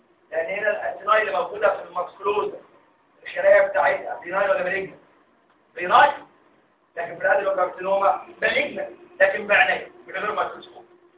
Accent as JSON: {"language": "Arabic", "country": "Egypt", "said": "هو تكرر الكلام ده عندنا في مصر. يعني هو تكرر ان عندنا في مصر يطلق في السجن"}